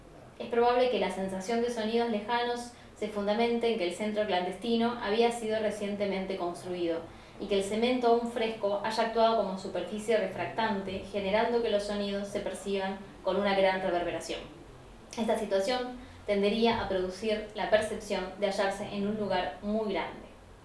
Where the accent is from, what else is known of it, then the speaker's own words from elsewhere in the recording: Mendoza, Argentina; vengo de Mendoza, otra ciudad, visito a mi familia, discuto y vengo acá